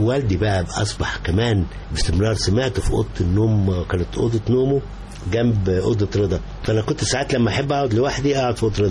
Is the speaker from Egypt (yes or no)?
yes; Egypt; كمصري أنا اللي أساس الكون